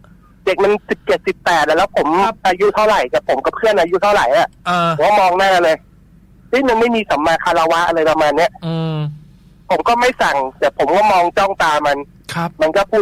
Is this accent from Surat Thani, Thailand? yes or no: no; Nong Khaem, Bangkok, Thailand; ผมเกิดและโตที่หนองแขมเลยไม่เคยไปไหนเลย